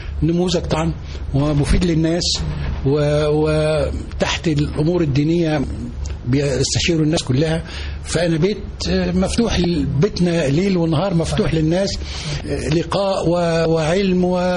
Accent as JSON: {"language": "Arabic", "town": "Minyat Sandub", "region": "Dakahlia", "country": "Egypt", "tie": "born or raised there", "said": "انا راجل من الريف، قرية جنب المنصورة"}